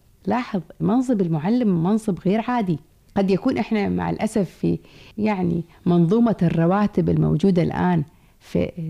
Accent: Kuwait; accent: Kuwaiti; من أجمل المصطلحات في لهجتنا الكويتية أن الحي اسمه

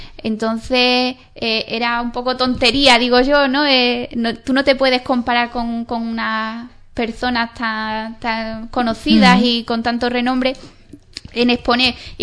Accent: Ubrique, Andalusia, Spain; moved away; yo he estado muchos años fuera y yo siempre he llevado mi pueblo por bandera. Entonces también era como que Ubrique pertenece al Parque Natural de los Alcornocales, ¿no?

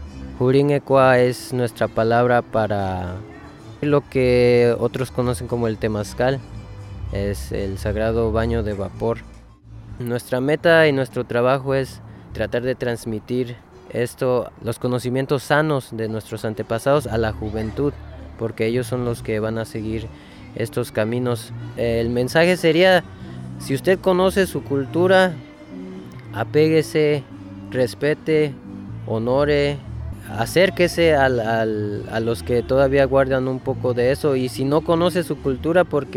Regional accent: Tzintzuntzan, Michoacán, Mexico; soy de Sinsunzan, soy músico y también hago arte.

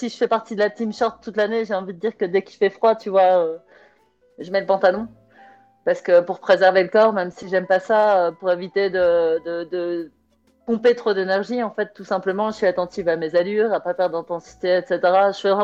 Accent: Roubaix, Hauts-de-France, France; je suis née à Roubaix et j'ai vécu 39 ans à Roubaix, parce que là, je viens d'avoir 43 ans

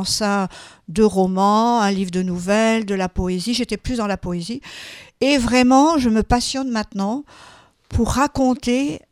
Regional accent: Occitanie, France; je suis originaire des Pyrénées, je vous l'ai dit. J'ai toute mon enfance dans les Pyrénées

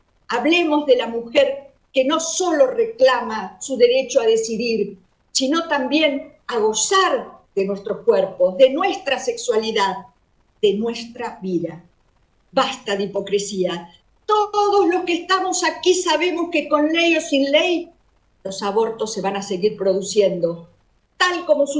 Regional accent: La Pampa, Argentina; especialmente a las de mi Pampa, de mi tierra amada, pionera en establecer derechos de las mujeres

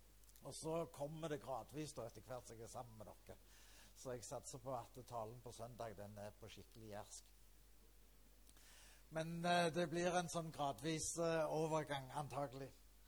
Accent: Klepp, Rogaland, Norway; accent: Jæren dialect; also born or lived in Sandnes; now in Vinterbro, Norway; Og så må dere tilgi dialekt. Egentlig er jeg Jærbu. Jeg er født og vokst opp på Klepp. Og så flyttet jeg til Sandnes, og så bodde jeg der i en sånn 20 år eller noe sånt. Og nå bor jeg på Vinterbro, som er da 20 minutter

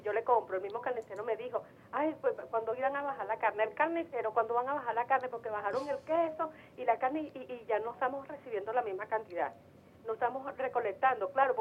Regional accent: Venezuela; Pero como soy venezolana

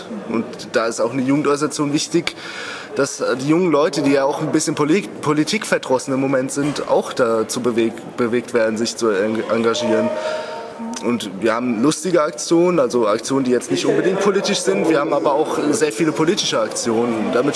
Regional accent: Wiesbaden, Hesse, Germany; Ich komme aus Wiesbaden, beziehungsweise aus der Nähe von Wiesbaden.

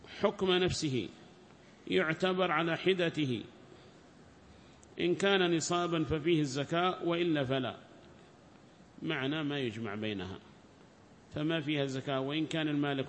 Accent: Hadhramaut, Yemen; هنا 20 عندنا في حضرموت و20 في عدن

